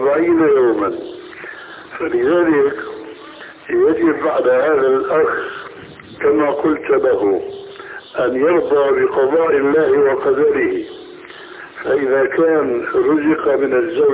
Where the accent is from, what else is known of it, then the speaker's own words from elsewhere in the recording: Syria; هيك كما يقولون عندنا في سوريا